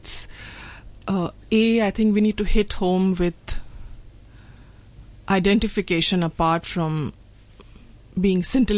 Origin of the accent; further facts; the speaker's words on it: West Bengal, India; now in Mumbai, India; I'm from this eastern state in India, which is Bengal.